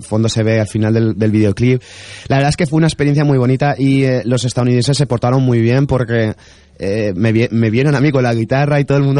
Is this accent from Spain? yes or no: yes; Valencian Community, Spain; Cuando hablo de que soy español, de valenciano, siempre tienen en la memoria